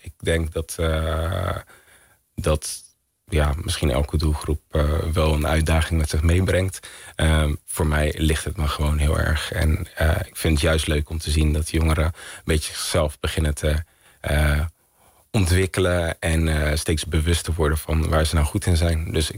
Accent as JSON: {"language": "Dutch", "town": "Vlaardingen", "region": "South Holland", "country": "Netherlands", "tie": "born or raised there", "said": "Ik ben in Vlaardingen opgegroeid. Als ik kijk naar mijn wijk waar ik ben opgegroeid, is dat een wijk met sociaal-economische achterstand. Arbeiderswoningen."}